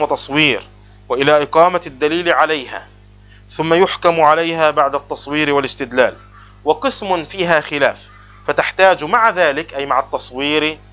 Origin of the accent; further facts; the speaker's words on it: Palestine; عندنا في بلاد الشام وفلسطين نسميها التأجير